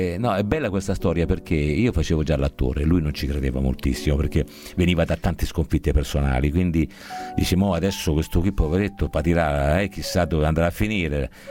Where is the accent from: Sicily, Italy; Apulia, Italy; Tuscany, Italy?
Tuscany, Italy; Siena; Sì, sono di Siena.